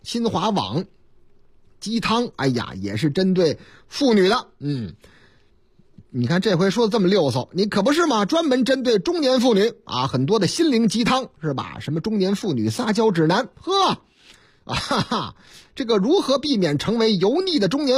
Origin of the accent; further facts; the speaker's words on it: Beijing, China; 北京39处文保单位划出保护圈了，嘿，包括我老家